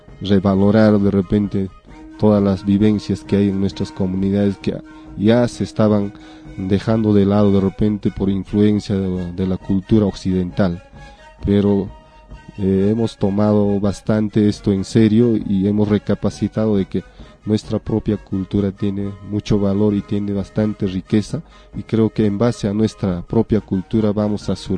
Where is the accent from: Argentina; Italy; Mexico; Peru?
Peru; que nosotros mismos, siendo del lugar, siendo peruanos, hemos estado obviando y hemos estado dejando.